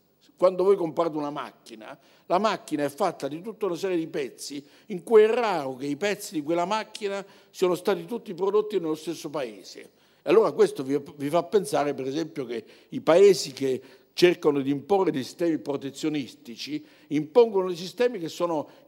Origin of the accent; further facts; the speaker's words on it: Calabria, Italy; Io sono calabrese, nessuno è perfetto, noi calabresi abbiamo esportato nel mondo tante belle cose